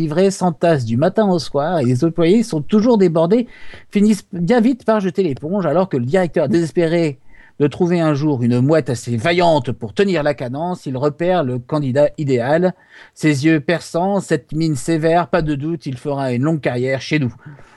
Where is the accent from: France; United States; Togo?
France; Brest, Brittany; Je suis de Brest, donc les mouettes.